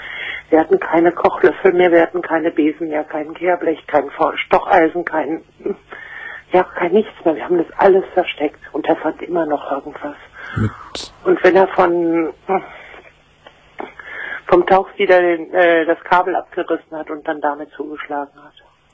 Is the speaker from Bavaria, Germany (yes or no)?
no; North Rhine-Westphalia, Germany; ich komme ursprünglich aus dem Märkischen Kreis und bin dann dort weggezogen und habe dann hier gewohnt